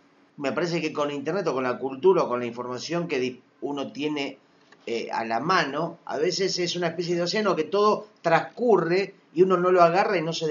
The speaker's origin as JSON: {"language": "Spanish", "country": "Argentina", "said": "Estamos hablando, somos cuatro argentinos."}